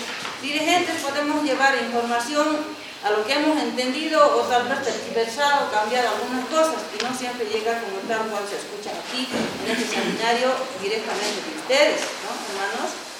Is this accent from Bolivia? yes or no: yes; Bolivia; yo pienso que como ciudadana boliviana y como padre de familia que somos